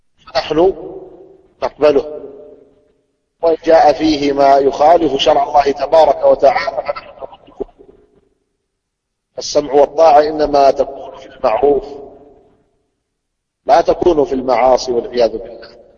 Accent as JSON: {"language": "Arabic", "country": "Saudi Arabia", "said": "عندنا في السعودية"}